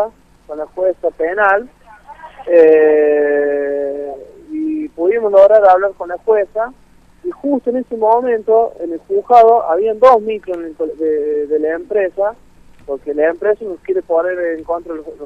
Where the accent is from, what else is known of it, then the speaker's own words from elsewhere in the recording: Villa Mercedes, San Luis, Argentina; born there; soy nacido acá en Villa Mercedes